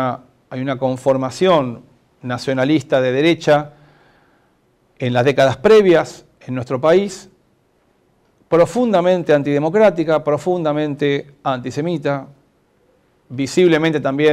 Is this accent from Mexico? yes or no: no; Argentina; como argentinos argentinas, no podemos negar entonces esta vinculación